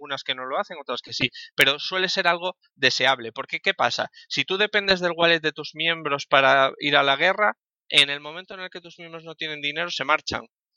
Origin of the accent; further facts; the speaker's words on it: Madrid, Community of Madrid, Spain; Él es de Portland, en Estados Unidos, yo soy de Madrid.